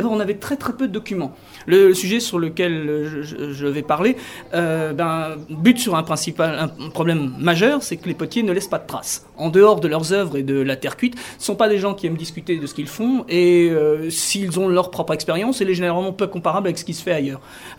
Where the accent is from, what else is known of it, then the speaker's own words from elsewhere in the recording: Normandy, France; je suis prof d'histoire-géo au lycée Alain, à Alençon, dans le sud de la Normandie, aux limites de la Sarthe. Et évidemment, je suis originaire de la Manche